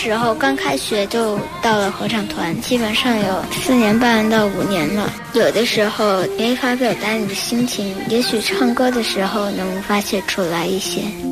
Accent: Beijing, China; 我出生在这儿，也居住在这儿，这里我有好多好朋友，从小玩到大的。我爱北京，

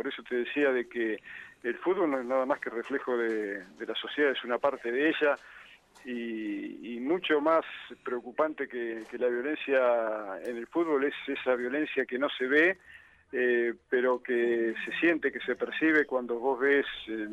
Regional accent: Lincoln, Buenos Aires Province, Argentina; Acá mismo en Lincoln, de donde soy, se padecen todo ese tipo de consecuencias.

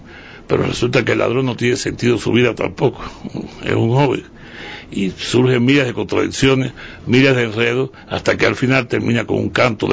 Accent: Cuba; La contrapartida siempre es ecuatoriana si yo soy cubano.

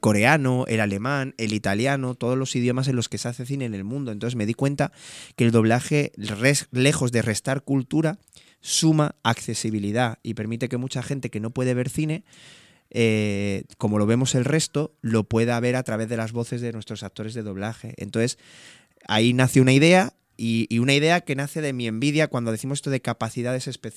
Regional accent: Granada, Andalusia, Spain; y lo rodé en mi tierra natal, en Granada.

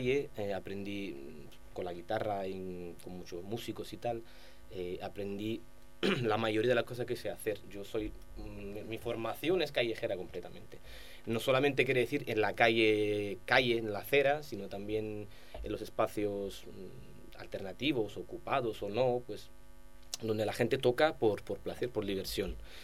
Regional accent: Southern Italy, Italy; Spanish is a second language; moved away; yo he emigrado, soy un inmigrante italiano del sur.

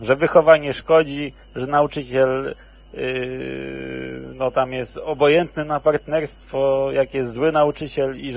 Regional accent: Kuyavian-Pomeranian Voivodeship, Poland; Także ja akurat na Kujawach się wychowałem, bo tam akurat moja część rodziny wylądowała.

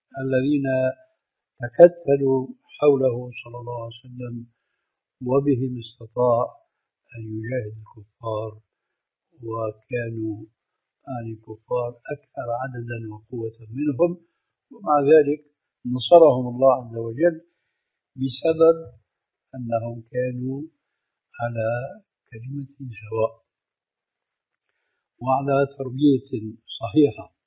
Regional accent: Syria; كما يقولون عندنا في الشام بحط الحصيد بجد الجد

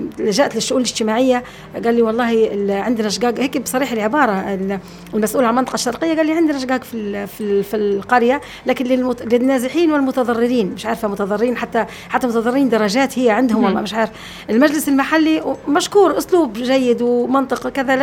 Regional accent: Libya; باعتبار أني أنا ليبية وبنت بلاد

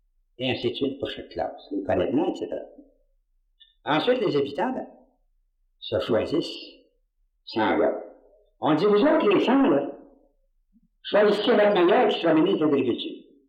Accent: Quebec, Canada; Moi je suis un Canadien.

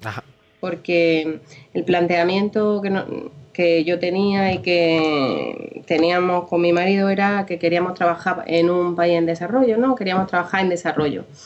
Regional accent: Almería, Andalusia, Spain; moved away as an adult; now in United Kingdom; En Almería, en Torre Cárdenas, porque yo soy de Almería, sí.

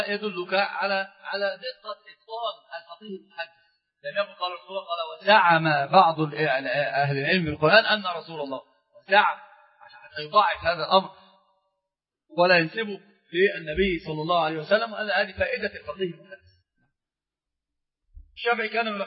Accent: Egypt; وهذا هو عندنا في مصر في مثل مشهور جدا

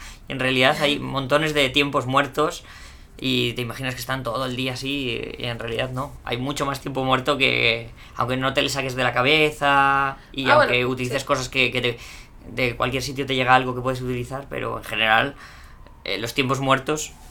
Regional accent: Spain; now in Chile; Ay, que soy español, que no soy chileno. Cuando yo empecé a venir aquí en el año 97.

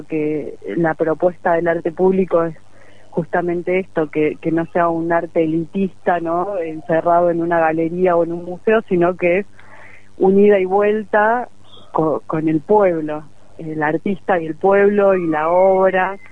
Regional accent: San Javier, Córdoba, Argentina; soy de San Javier.

